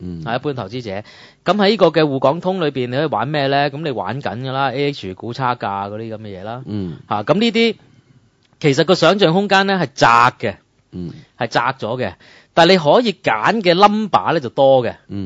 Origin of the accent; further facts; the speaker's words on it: Hong Kong; 你唔好咁對我哋香港人得唔得啊